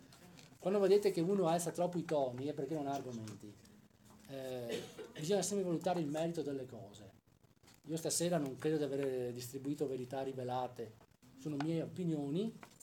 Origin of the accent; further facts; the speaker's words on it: Veneto, Italy; io vivo in Campania, quindi voglio dire, la mia fidanzata è di Salerno, quindi io sono veneto